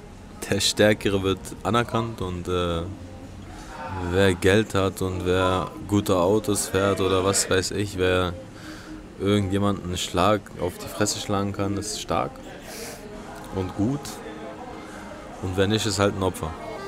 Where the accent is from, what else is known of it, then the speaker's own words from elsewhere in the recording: Berlin, Germany; accent: Berlinerisch; Also kann auch sein, dass meine Muttersprache Berlinerisch ist, weiß ich jetzt nicht genau, aber... Nee. Also ich denke Deutsch.